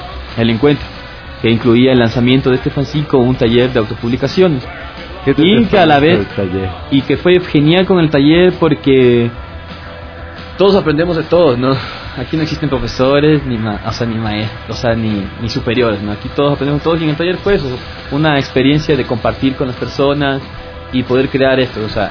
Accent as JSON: {"language": "Spanish", "country": "Mexico", "said": "Yo soy de México, por ejemplo"}